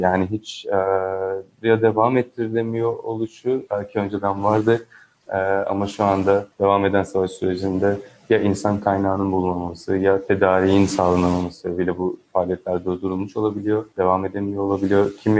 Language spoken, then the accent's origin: Turkish; Izmir, İzmir, Turkey; Kendim de İzmirliyim. Yakından takip ediyorum durumu.